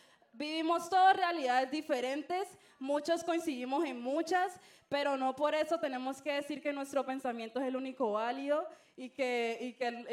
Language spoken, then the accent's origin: Spanish; Colombia; cuando se supone que aquí todos somos colombianos, a todos nos toca esto